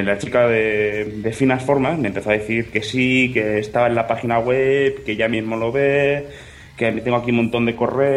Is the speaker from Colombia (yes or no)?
no; Catalonia, Spain; y yo soy catalán, ¿sabes?